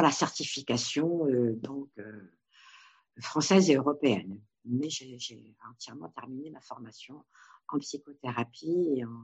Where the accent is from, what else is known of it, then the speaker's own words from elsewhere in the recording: Paris, Île-de-France, France; born there; Je suis marocaine et mes parents le sont également. Sauf que je suis née à Paris, donc ça a été le français a été ma langue maternelle.